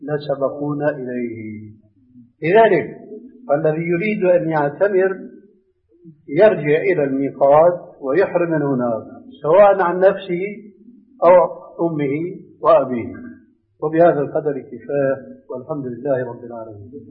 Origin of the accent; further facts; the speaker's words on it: Syria; عندنا بالشام